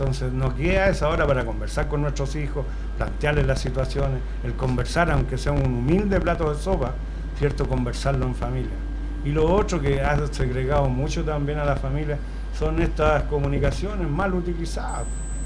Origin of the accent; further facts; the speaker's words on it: Puente Alto, Santiago Metropolitan Region, Chile; Yo soy de Puente Alto cuando habían 144.000 habitantes y de abruptamente subió su población, su densidad.